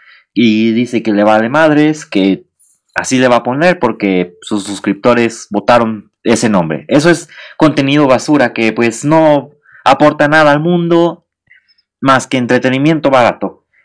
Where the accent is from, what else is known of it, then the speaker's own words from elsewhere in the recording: Mexico; Soy mexicano. Todos los mexicanos somos morbosos, somos chismosos.